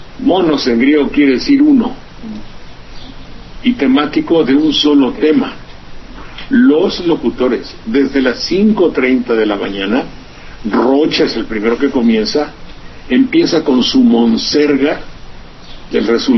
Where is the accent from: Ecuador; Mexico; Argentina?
Mexico; Veracruz; el río Sedeño, entre Jalapa y mi pueblo.